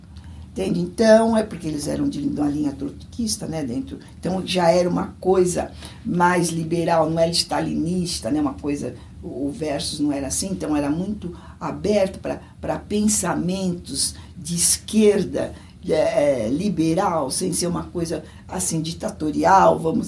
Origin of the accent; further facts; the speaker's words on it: São Paulo, Brazil; eu nasci em São Paulo, sou paulistana. Eu nasci no Hospital São Paulo, na Avenida Paulista, sou super paulistana. E eu nasci em 1955, no dia 24 de agosto, 24 de agosto de 1955.